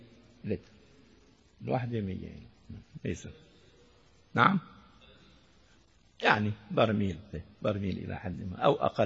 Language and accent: Arabic; Damascus, Damascus Governorate, Syria; كان بزمانه عندنا في دمشق الشام الدفعة تساوي قلتين